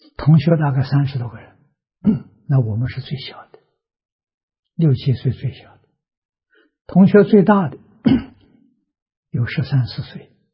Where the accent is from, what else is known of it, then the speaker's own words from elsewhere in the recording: Tongcheng, Anhui, China; 小时候生长在农村，农村里头有私塾，啊，我们家乡乡下读书的风气很盛，那是桐城派的老家